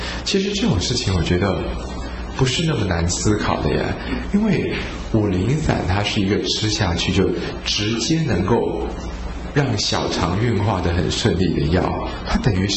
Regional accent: Taiwan; 我们台湾人很喜欢认为政府可以帮我们解决问题

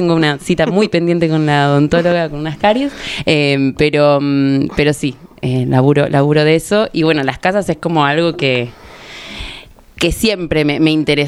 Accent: San Miguel, Buenos Aires Province, Argentina; No, soy de San Miguel, pero bueno, a Necochea como fui desde la panza.

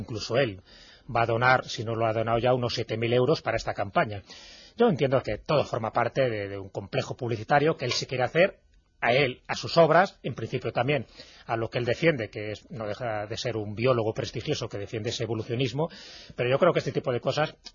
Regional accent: León, Castile and León, Spain; Digo, no, porque yo soy de León y la verdad que a mí este clima no se puede decir que sea frío

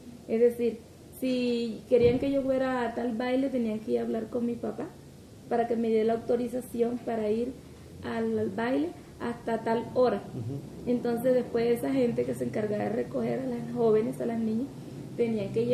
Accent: San Martín de Loba, Bolívar, Colombia; Más porque eso era más en esa calle, el Carmen, en el, la calle donde yo nací.

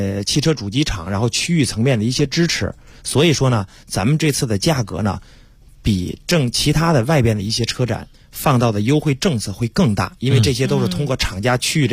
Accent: Hebei, China; now in Beijing, China; 包括我也是外地的，我是河北的，对吧？

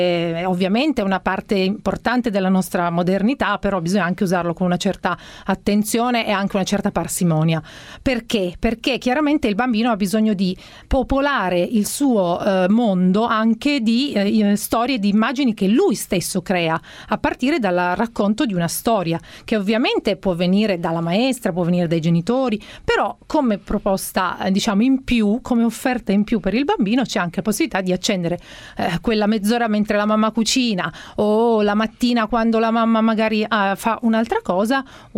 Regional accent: Turin, Piedmont, Italy; Sono torinese

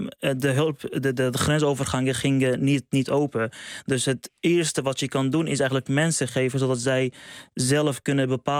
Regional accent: Syria; now in Netherlands; Maar voor mij ook, ik kom zelf uit Syrië. Ik heb familieleden verloren in de oorlog, maar ook in de laatste aardbeving.

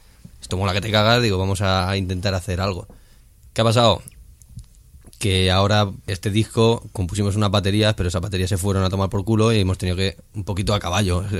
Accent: Tarragona, Catalonia, Spain; Yo soy de Tarragona.

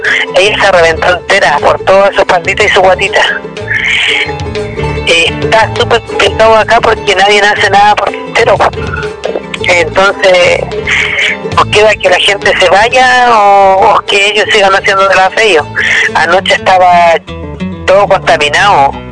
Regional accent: Quintero, Valparaíso, Chile; Yo soy nacida y criada acá en Quintero, 35 años, y mis hijos igual.

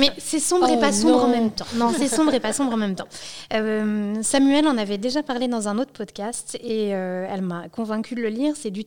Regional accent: Brittany, France; pour nous qui font un peu exotique quand on est breton et qu'on est habitué à des noms comme

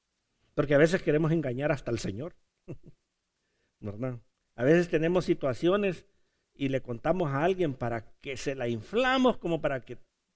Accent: Honduras; Es que soy hondureño, ay, perdonen.

